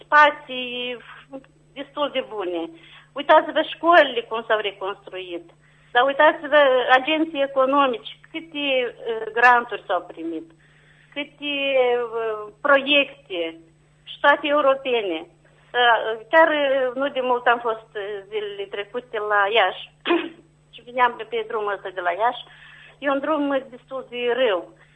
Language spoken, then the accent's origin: Romanian; Negureni, Telenești District, Moldova; Eu sunt de la Negurente Lenești